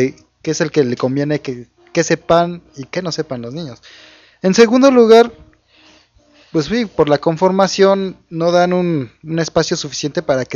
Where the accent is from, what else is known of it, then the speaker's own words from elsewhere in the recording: Mexico; Y todos somos mexicanos, al menos el 15 y 16, entre otras fechas